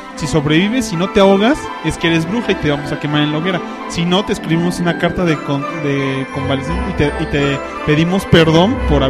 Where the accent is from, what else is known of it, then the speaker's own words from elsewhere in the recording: Mexico; aquí nosotros somos de México